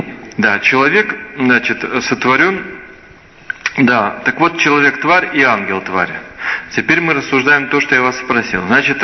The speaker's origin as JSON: {"language": "Russian", "country": "Belarus", "said": "Но я вам скажу, что я точно белорус."}